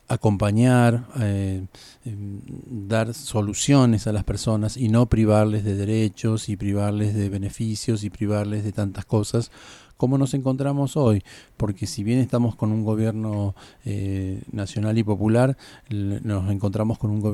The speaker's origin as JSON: {"language": "Spanish", "country": "Argentina", "said": "Procuremos, como argentinos, ser inteligentes, ser ciudadanos"}